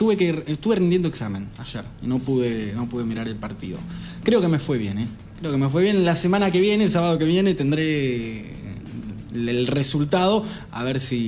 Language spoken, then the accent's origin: Spanish; Lanús, Buenos Aires Province, Argentina; Recuerdo cuando, de niño, cuando vivía en Lanús